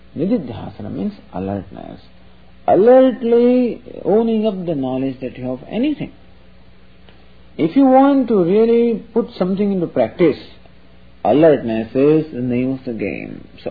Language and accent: English; Mumbai, Maharashtra, India; English is a second language; I came from India, from Bombay, I got down to New York, and this boy had come to pick me up.